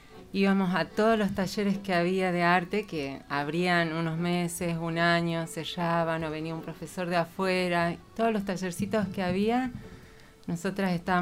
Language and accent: Spanish; Santa María, Catamarca, Argentina; soy de Santa María, Catamarca, de los Valles Calchaquí.